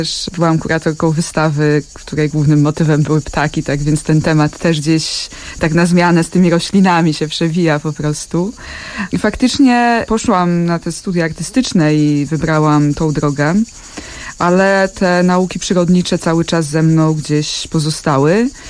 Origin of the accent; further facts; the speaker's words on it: Dąbrowa Górnicza, Silesian Voivodeship, Poland; Ponieważ pochodzę z Dąbrowy Górniczej, z takiego osiedla robotniczego spod Huty Katowice.